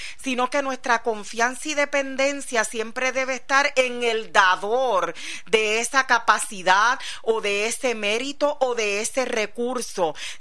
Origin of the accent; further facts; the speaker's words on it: Puerto Rico; Nosotros que venimos desde la isla de Puerto Rico, que estamos rodeados por agua por todos lados